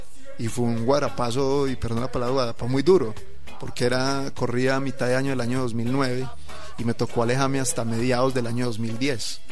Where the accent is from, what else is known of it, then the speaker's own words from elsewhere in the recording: Pereira, Risaralda, Colombia; mi ciudad de origen que es Pereira, una ciudad intermedia de 300